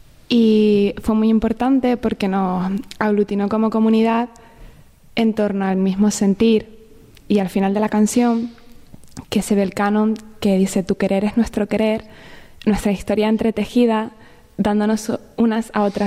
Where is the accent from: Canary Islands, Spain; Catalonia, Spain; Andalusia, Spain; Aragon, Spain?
Canary Islands, Spain; Tenerife; Soy de Tenerife.